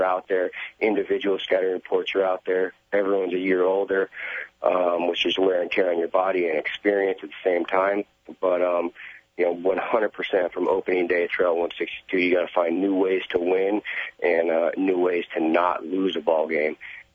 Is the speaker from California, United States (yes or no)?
yes; Napa Valley, California, United States; You know, I'm from Napa Valley, Sonoma County, the wine country.